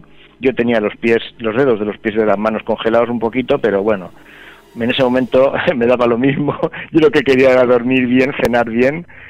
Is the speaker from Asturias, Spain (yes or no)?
no; Alicante, Valencian Community, Spain; Decimos, no, nosotros somos también de Alicante, pero no somos los desaparecidos.